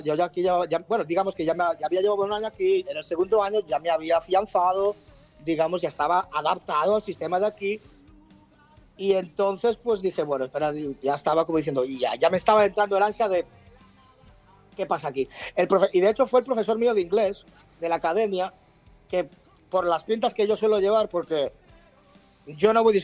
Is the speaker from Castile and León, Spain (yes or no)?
no; Barcelona, Catalonia, Spain; Yo soy de Barcelona.